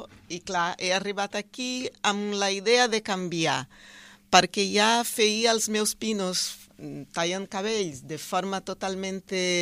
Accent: Brazil; Catalan is a second language; moved away; Sí, empecemos soc brasileira.

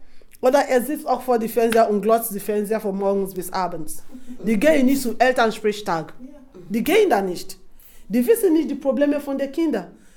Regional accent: Nembe, Bayelsa, Nigeria; German is a second language; now in Germany; ich erkläre ein bisschen, von wo ich herkomme. Ich komme aus einem Ort namens Nembe.

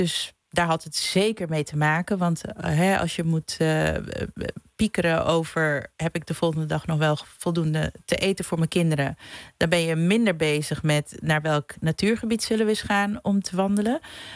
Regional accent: Curaçao; now in Netherlands; En ik kom dan uit Curaçao, maar ik kan me voorstellen dat het voor heel veel andere nieuwkomers zo geldt.

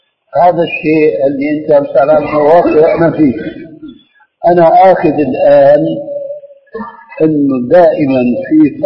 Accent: Levant, Syria; كما يقولون عندنا في الشام

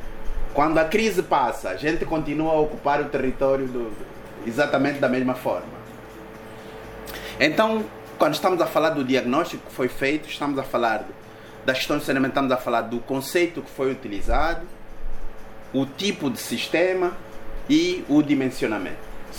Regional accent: Cazenga, Luanda, Angola; Eu cresci no Cazenga

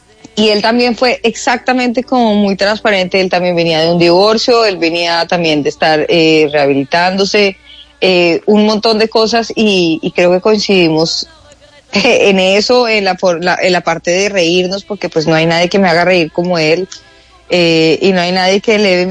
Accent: Bogotá, Colombia; yo de verdad, que soy lo más bogotano que hay en la vida, más que un ajiaco, pero ya no me soporto el frío. Entonces ya no soy tan bogotana.

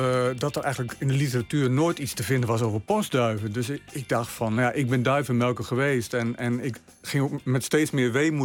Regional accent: Drenthe, Netherlands; Ik ben opgegroeid in Drenthe.

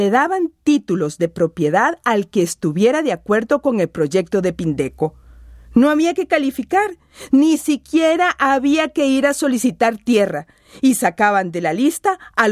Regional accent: San José, Costa Rica; born there; Nací en la Legua de Acerrí, San José, Costa Rica, y después me fui a vivir a Pérez Zeledón.

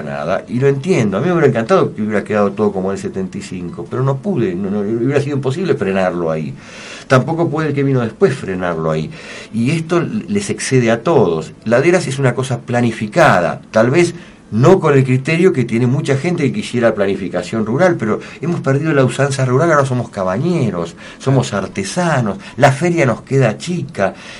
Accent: Martínez, Buenos Aires Province, Argentina; Lo viví en el barrio que vivía cuando era chico, en Martínez, se volvió una monstruosidad

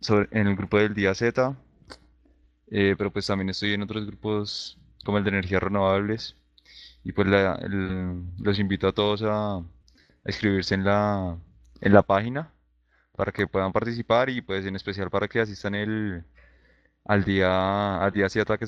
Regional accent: Bogotá, Colombia; Soy de Bogotá.

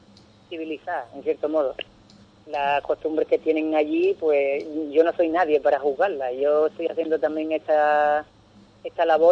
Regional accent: Ubrique, Andalusia, Spain; que llegaran a mi casa o a mi pueblo en Ubrique

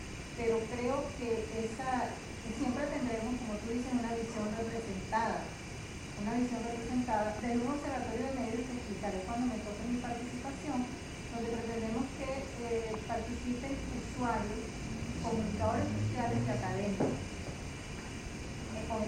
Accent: Venezuela; Bueno, yo vengo de Venezuela, ¿no?

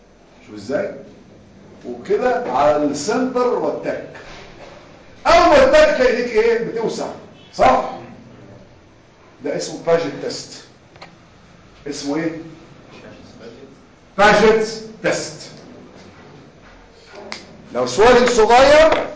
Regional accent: Egypt; احنا عندنا مصريين في عاده عندنا كل حاجه اسمها كيس دورني

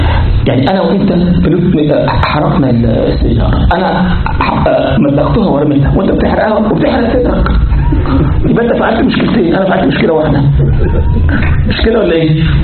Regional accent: Egypt; وبعدين احنا عندنا في مصر ممكن ايه واحد يركب يستاجر التاكس

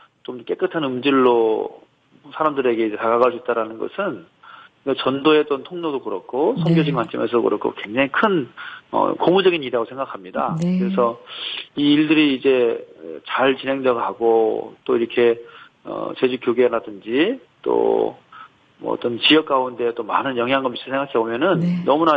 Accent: Jeju, South Korea; 저는 원래 제주도 출신이에요. 제주도에서 태어났고 또 대학 때문에 잠깐 이제 육지로 올라왔다가 네. 다시 제주도 내려오게 됐는데 벌써 내려온 지 10년 됐다고 합니다.

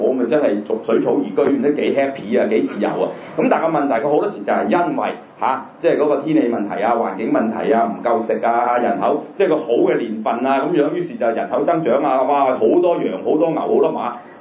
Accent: Guangdong, China; 咁以前我哋都知啦，成細細個都知啦，就誒其實我哋廣東人咧俾人叫做南蠻啊

